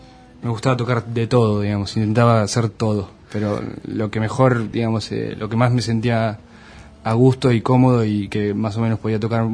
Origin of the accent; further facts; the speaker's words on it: Luis Beltrán, Río Negro, Argentina; also born or lived in Viedma; Yo nací en Viedma y hice la escuela primaria en Luis Beltrán, que es un pueblito del Valle Medio, de Río Negro.